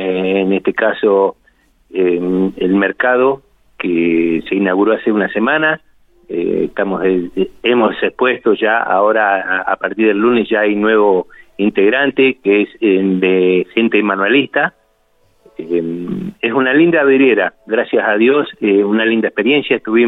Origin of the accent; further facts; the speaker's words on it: General Pico, La Pampa, Argentina; now in Santa Rosa, Argentina; Yo soy de General Pico, en realidad. Sí. Bueno, ahora estoy acá radicado en Santa Rosa.